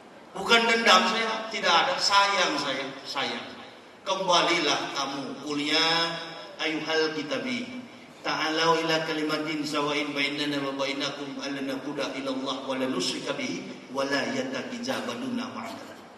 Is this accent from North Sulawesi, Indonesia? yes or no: yes; Manado, North Sulawesi, Indonesia; Saya orang Manado